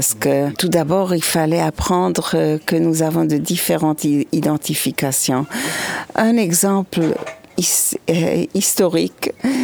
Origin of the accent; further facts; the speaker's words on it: Switzerland; now in Israel; je résous mon problème de minorité que je connaissais quand j'ai grandi en Suisse comme minorité.